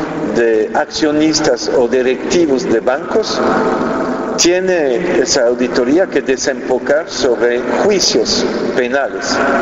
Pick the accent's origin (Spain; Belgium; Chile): Belgium; No hay uno en España, no hay uno en Francia, en mi país Bélgica